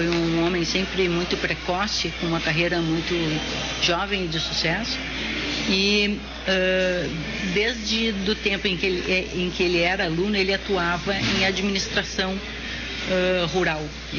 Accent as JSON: {"language": "Portuguese", "town": "Porto Alegre", "region": "Rio Grande do Sul", "country": "Brazil", "tie": "born or raised there", "said": "Nasci urbana, cresci em Porto Alegre"}